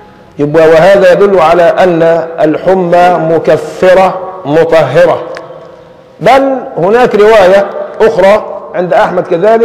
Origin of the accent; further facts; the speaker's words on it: Egypt; يعني قباء لنا كمصريين قبل المدينة ولا في أول مدينة من يمة النجد؟